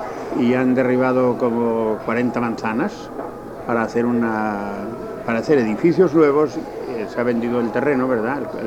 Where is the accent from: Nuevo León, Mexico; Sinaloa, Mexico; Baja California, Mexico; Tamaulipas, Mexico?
Nuevo León, Mexico; Monterrey; Yo soy de Monterrey, ya vivo en Monterrey, allí me estoy siempre.